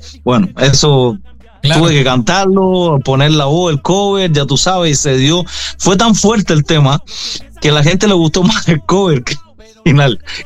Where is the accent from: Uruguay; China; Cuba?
Cuba; Havana; born there; Porque nací en La Habana